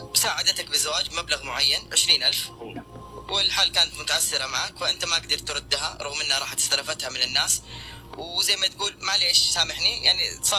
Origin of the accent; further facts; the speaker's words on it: Jeddah, Makkah Province, Saudi Arabia; ايش عرفك انه انا من جده؟